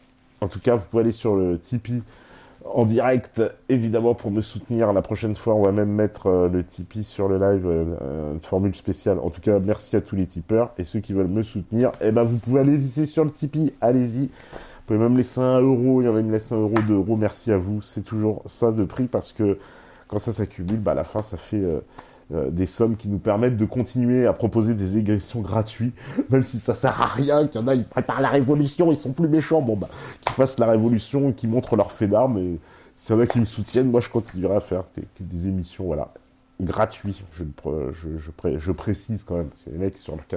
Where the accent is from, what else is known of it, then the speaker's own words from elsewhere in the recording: Grand Est, France; Je suis Alsacien, j'aime la France et je la défendrai jusqu'au bout.